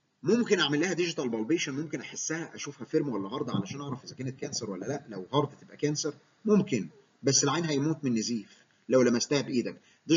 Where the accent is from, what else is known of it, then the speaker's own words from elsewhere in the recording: Egypt; ونفتخر كمصريين ان اكتشاف كلمه فروج فيس ديفورميتي دكتور مصري